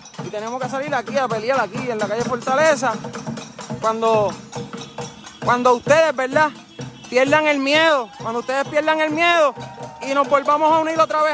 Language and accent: Spanish; Puerto Rico; todos nosotros somos puertorriqueños por igual.